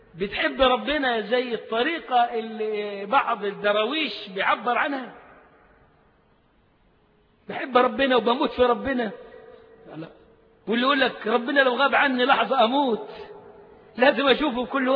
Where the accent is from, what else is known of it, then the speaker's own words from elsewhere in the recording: Egypt; تلاقي اللغة بتطير منه على طريقتنا يعني كمصريين